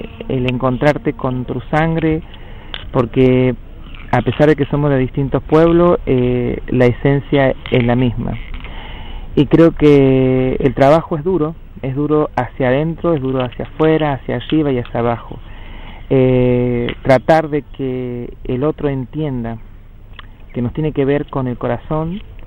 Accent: Cuyo, Argentina; OMTA de la comunidad Huarpe San Luis, y venimos desde el territorio del Cuyum, desde que ahora se llama San Luis, San Juan y Mendoza. Bueno, somos preexistentes al Estado argentino

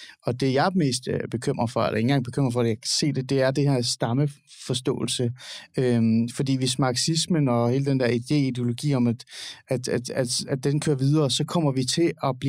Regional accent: Capital Region of Denmark, Denmark; Jeg er vokset op i Nordsjælland.

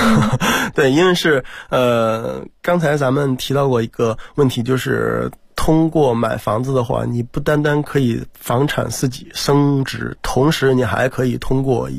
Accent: China; 或者说像我们中国人一样啊

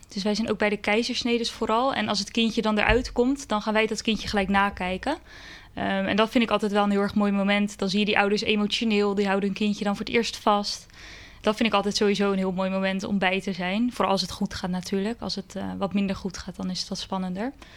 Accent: Schiedam, South Holland, Netherlands; now in Rotterdam, Netherlands; Ik ben 25 jaar en ik kom uit Schiedam. Daar heb ik eigenlijk mijn hele leven gewoond. Maar nu sinds een paar maanden woon ik in Rotterdam. En ik heb in Schiedam ook altijd op school gezeten. Op Spieringzoek, de middelbare school gedaan.

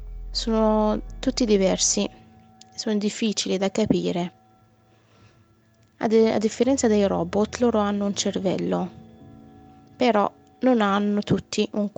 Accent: Morocco; Italian is a second language; now in Salerno, Italy; sto bene già a Salerno. Io sono nata in Marocco, i miei sono marocchini. Quando mi chiedono da dove sono, rispondo sempre con sono del Sahara.

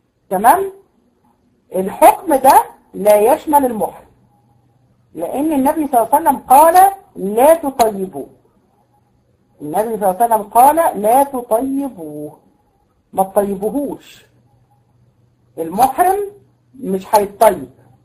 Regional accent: Tunisia; احنا عندنا في تونس

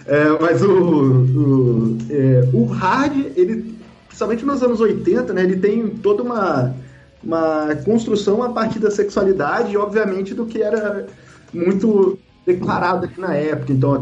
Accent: Vassouras, Rio de Janeiro, Brazil; eu sou de Vassouras, em Barra do Piraí

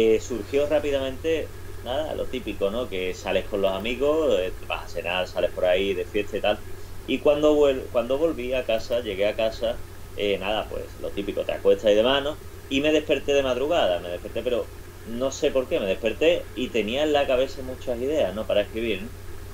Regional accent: Seville, Andalusia, Spain; soy de aquí del Sevillano Barrio de Triana y el flamenco, pues es algo que se palpa, que está en el aire

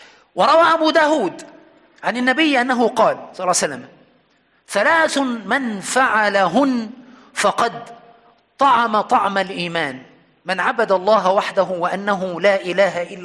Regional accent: Aswan, Aswan Governorate, Egypt; يعني عندنا في أسوان كثير من المسائل

